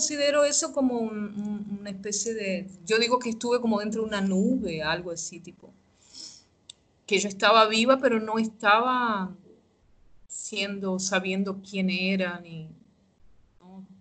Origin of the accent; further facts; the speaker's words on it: Cuba; now in Brazil; Desde el momento que salí de Cuba, cuando pasamos por Panamá, que se veía la pobreza, que la gente en Panamá no hablaba español, hablaba inglés. Y era súper extraño ver todo eso. Y al llegar a Brasil